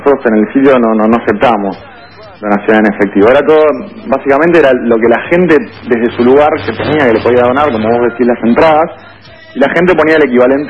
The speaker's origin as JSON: {"language": "Spanish", "region": "Buenos Aires", "country": "Argentina", "said": "No, nosotros somos de Buenos Aires. Nosotros somos de Buenos Aires, no somos de La Plata."}